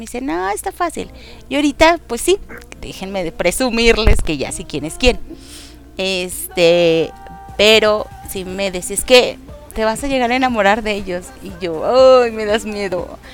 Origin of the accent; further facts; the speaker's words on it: Mexico; yo soy de México.